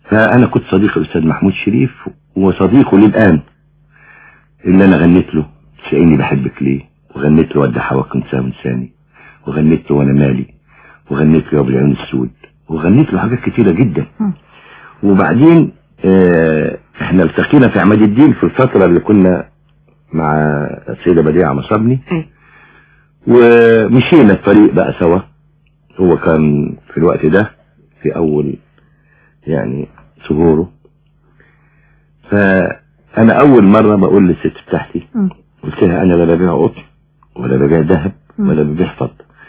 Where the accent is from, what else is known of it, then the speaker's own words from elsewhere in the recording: Egypt; انا من مصر. يعني انا يعني من مصر